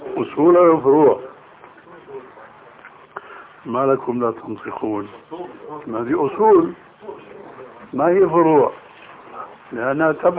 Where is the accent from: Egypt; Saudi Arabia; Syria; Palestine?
Syria; أما جماهير الناس كما يقولون عندنا في سوريا هاتي دخل امشي